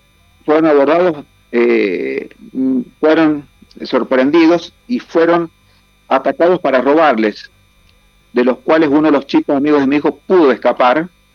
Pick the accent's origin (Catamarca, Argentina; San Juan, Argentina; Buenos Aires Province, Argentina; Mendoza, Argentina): San Juan, Argentina; also born or lived in Capilla del Monte, Argentina; yo me vine de Capilla del Monte y dije a mucha gente, me voy a San Juan, que somos de San Juan, pero en Capilla del Monte, Córdoba, dejo muchos ojos y muchos oídos